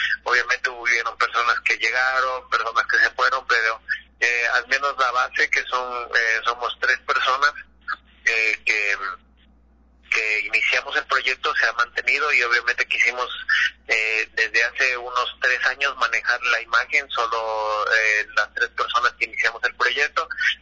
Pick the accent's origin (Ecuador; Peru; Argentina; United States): Ecuador; porque nosotros somos de Ecuador